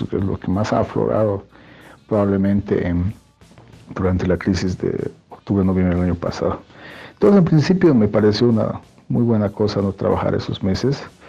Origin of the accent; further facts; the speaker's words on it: Bolivia; me interesa como boliviano